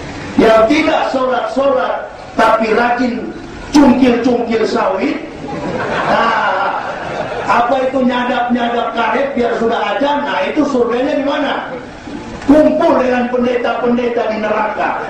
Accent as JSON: {"language": "Indonesian", "town": "Manado", "region": "North Sulawesi", "country": "Indonesia", "said": "Saya orang Manado."}